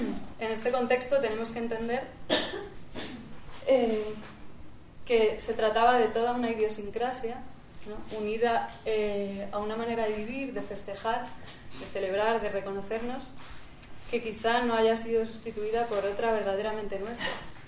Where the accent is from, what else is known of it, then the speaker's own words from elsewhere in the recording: Madrid, Community of Madrid, Spain; en Madrid, es de donde yo soy